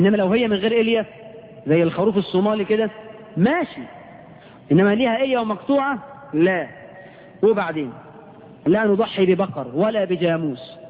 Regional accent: Egypt; إحنا كمصريين عملنا إيه من البدع في العقيقة؟

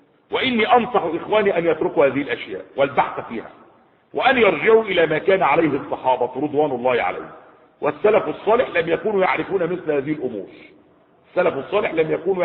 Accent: Egypt; يعني في بلده مش عندنا في مصر

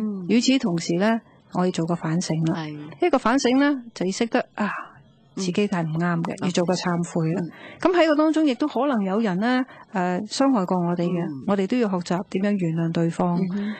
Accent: Guangdong, China; accent: Cantonese; 我哋广东话叫做咁就系路啦，啱啦。

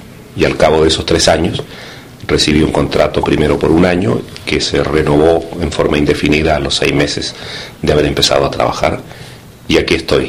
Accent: Inca de Oro, Atacama, Chile; moved away as an adult; now in Netherlands; Nací en Chile, en un pequeño pueblito encaramado en los Andes chilenos. El pueblo tiene un nombre maravilloso, Inca de Oros. Y luego, producto de las agitaciones políticas que vivió Chile, llegué a Holanda en 1976

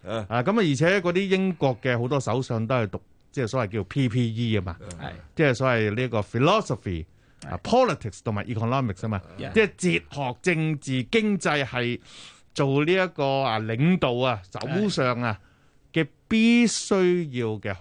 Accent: Guangdong, China; 即係係我哋廣東人添啊

